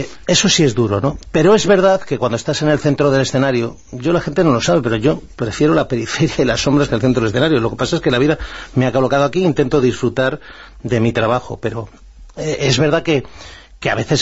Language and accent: Spanish; Spain; yo me considero un patriota, me considero español